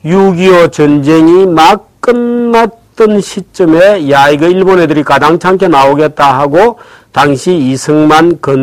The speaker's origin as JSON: {"language": "Korean", "region": "Busan", "country": "South Korea", "tie": "born or raised there", "said": "저는 부산에서 어린 시절을 보냈는데요."}